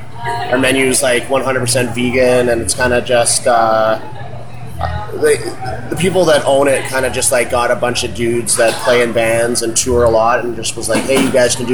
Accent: Fort McMurray, Alberta, Canada; born there; I was originally born in Fort McMurray, Alberta

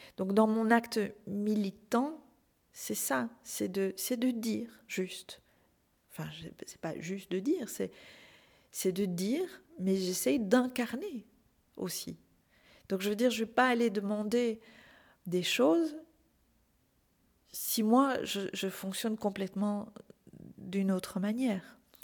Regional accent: Belgium; puisque je suis belge

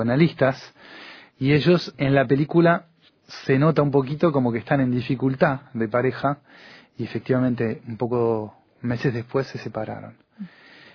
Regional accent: Uruguay; now in France; Yo soy uruguayo y hace muchos años que estoy en Francia, pero el tango fue una cosa que me hizo reencontrar con la cultura nuestra del Río de la Plata

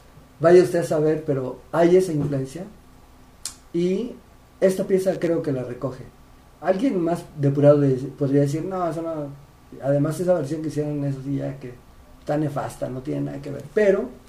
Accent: San Luis Potosí, Mexico; born there; also born or lived in Oaxaca / Tijuana; Soy oaxaqueño de barriga. Tijuanense de rebeldía, potosímico de nacimiento, engendrado en Chapala.

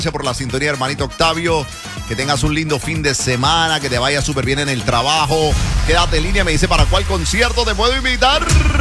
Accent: Venezuela; ¡Venezuela! ¡Yo soy venezolano!

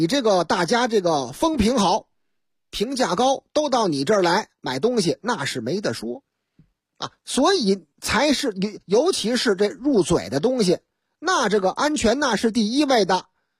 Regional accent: Beijing, China; 说您哪人啊？我是北京的。

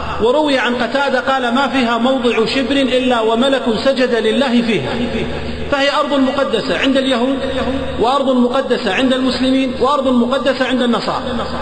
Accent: Kuwait

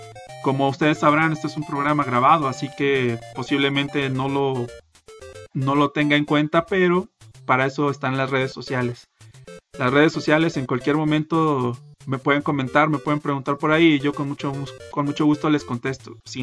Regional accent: Mexico; estoy en Guadalajara, Jalisco, México, el mejor país de toda Latinoamérica, siendo que yo soy mexicano, obviamente.

